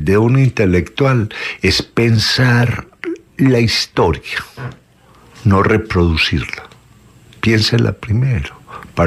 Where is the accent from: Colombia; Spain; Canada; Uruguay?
Colombia; no nos hemos entendido como colombianos en un país que es un parte de la corteza terrestre